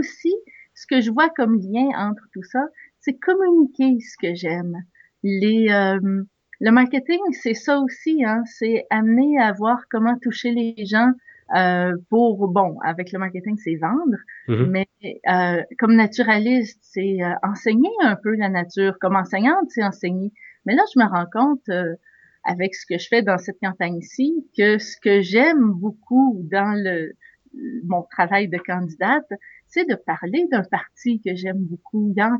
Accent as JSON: {"language": "French", "town": "Montreal", "region": "Quebec", "country": "Canada", "said": "je suis candidate dans Robertval, au Lac-Saint-Jean, mais je viens de Montréal."}